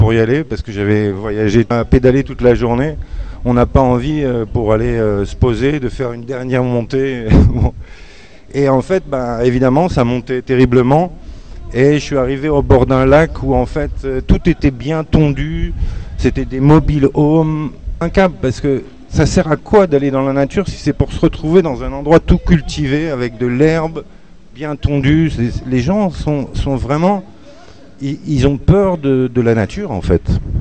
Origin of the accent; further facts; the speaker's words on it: Paris, Île-de-France, France; born there; Moi, bon, je suis né à Paris